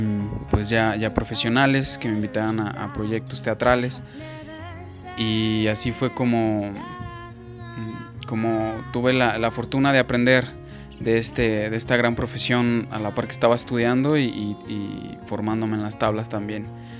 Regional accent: Aguascalientes, Mexico; Yo soy originario de Aguascalientes. Ahí viví toda la mayor parte de mi vida. Y pues bueno, también ahí es en donde me formé como actor, como profesional.

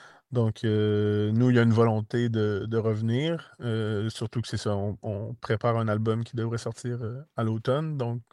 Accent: Quebec, Canada; vous êtes conscient qu'on vient du Québec, donc il y a quand même un 6 000 km

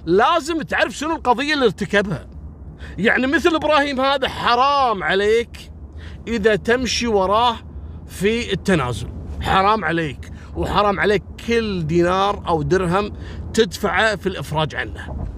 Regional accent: Kuwait; بعطيكم مثل بسيط عندنا في الكويت

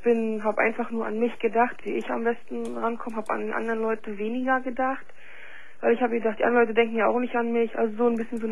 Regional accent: East Germany, Germany; ich bin aus dem Osten

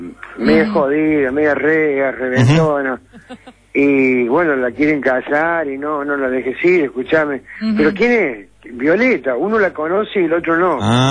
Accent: Río Cuarto, Córdoba, Argentina; Soy cordobés, soy de Río Cuarto.

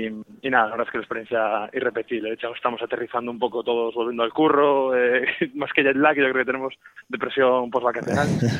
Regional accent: Vigo, Galicia, Spain; los 4 en este caso somos todos de Vigo

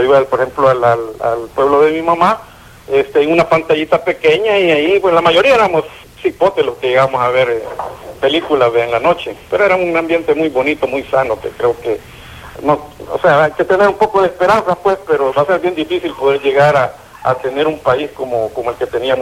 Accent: San Salvador, El Salvador; cuando yo soy de San Salvador, pues, pero me tocaba visitar los pueblos de mis padres

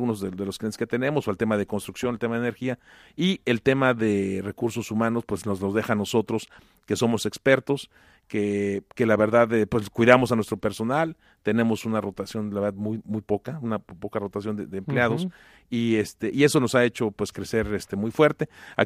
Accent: Mexico; Mucha gente va a decir, ¿suena mexicano? Pues sí, suena mexicano, por soy mexicano.

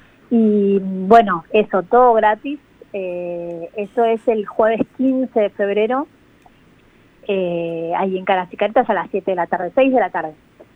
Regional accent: Argentina; la mayoría del equipo somos de Argentina

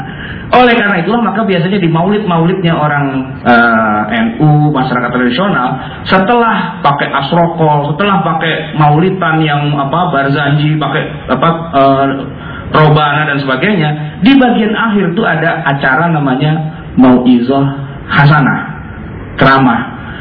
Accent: Jakarta, Indonesia; Saya orang Betawi, bisa juga tuh, karena sejak kecil saya belajar

